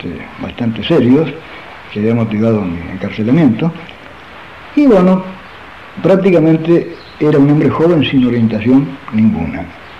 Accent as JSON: {"language": "Spanish", "town": "Mercedes", "region": "Buenos Aires Province", "country": "Argentina", "said": "Esos incidentes ocurrieron en Mercedes, yo soy de Mercedes."}